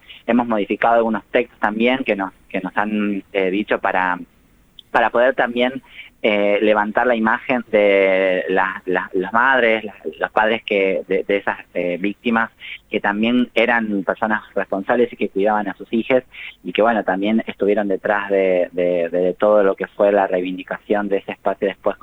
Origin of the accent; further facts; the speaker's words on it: Tucumán, Argentina; now in Buenos Aires, Argentina; Yo soy actriz, pero soy tucumana, vivo en Buenos Aires hace solamente 16 años